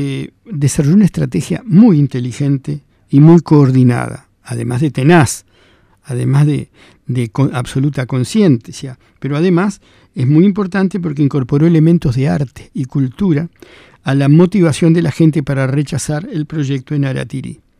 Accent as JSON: {"language": "Spanish", "country": "Argentina", "said": "Si yo soy argentino y vivo en Argentina"}